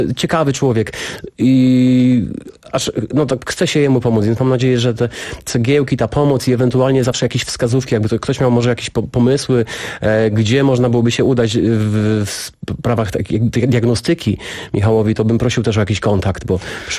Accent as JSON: {"language": "Polish", "town": "Jelenia Góra", "region": "Lower Silesian Voivodeship", "country": "Poland", "tie": "born or raised there", "said": "Pamiętam jedną z pasterek pod Jelenią Górą, pod moim rodzinnym miastem, z którego właśnie tam się tego wszystkiego nauczyłem."}